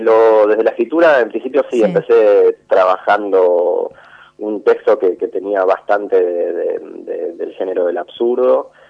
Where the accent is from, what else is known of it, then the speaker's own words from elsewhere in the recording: Villa Carlos Paz, Córdoba, Argentina; yo soy de Córdoba, de Carlos Paz, a mis 18 años